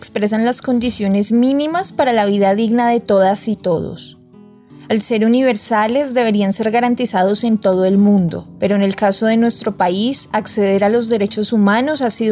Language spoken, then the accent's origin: Spanish; Colombia; Como colombianas y colombianos, las dinámicas del conflicto armado han permeado nuestra vida cotidiana